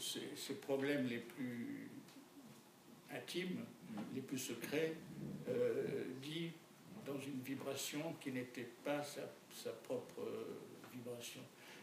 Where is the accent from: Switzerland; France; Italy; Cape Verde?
France; born there; Je suis né en France, de parents français, et c'est marqué que je suis français sur ma carte d'identité.